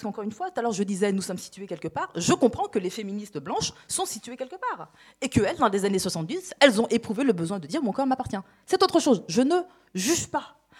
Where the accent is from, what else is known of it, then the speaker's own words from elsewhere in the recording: France; j'ai grandi en France